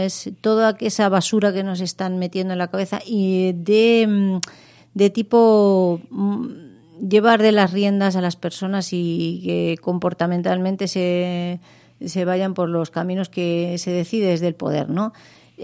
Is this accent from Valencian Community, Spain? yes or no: no; Fuente del Maestre, Extremadura, Spain; en Badajoz, que es mi tierra, estaremos el último jueves del mes, y el día siguiente, 29, estaré yo en mi pueblo, Fuente del Maestre